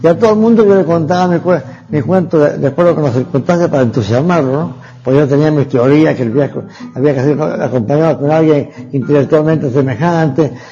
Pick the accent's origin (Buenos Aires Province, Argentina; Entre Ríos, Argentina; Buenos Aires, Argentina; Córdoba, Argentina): Córdoba, Argentina; Hernando; also born or lived in Venezuela / Cuba; nací en Hernando el 8 de agosto de 1922. Yo tengo prácticamente tres patrias, ¿no? Argentina, donde nací, donde me formaron científica y éticamente. Venezuela, donde me hice profesional como científico